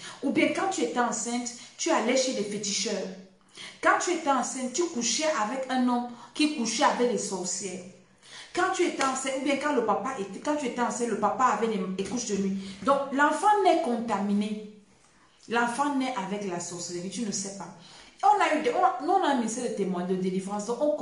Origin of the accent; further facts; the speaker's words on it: Cameroon; Chez nous, au Cameroun, on commence à te préparer le cuit.